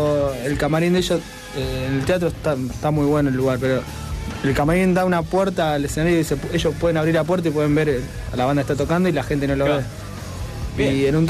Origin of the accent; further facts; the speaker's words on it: Rosario, Santa Fe, Argentina; entre quienes vamos, que somos de Rosario, tenemos que viajar, llegar, viste.